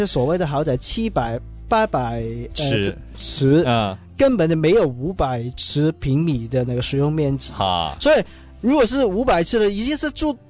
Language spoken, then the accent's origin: Chinese; Hong Kong; 我们香港人年轻一代